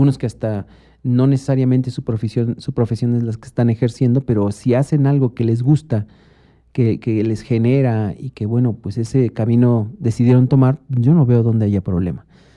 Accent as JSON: {"language": "Spanish", "country": "Mexico", "said": "como mexicanos nosotros somos ávidos de consumir esta comercialización infundida"}